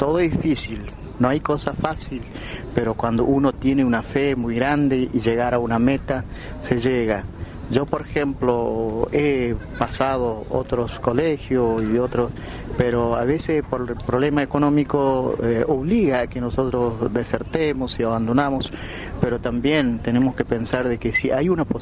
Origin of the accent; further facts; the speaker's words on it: Villa Bermejito, Chaco, Argentina; yo soy de Paraje El Colchón, jurisdicción de Villa Bermejito.